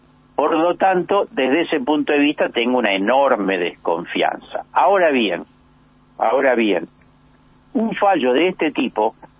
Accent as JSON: {"language": "Spanish", "region": "Buenos Aires", "country": "Argentina", "said": "los que pagan los impuestos somos los ciudadanos porteños, las ciudadanas porteñas."}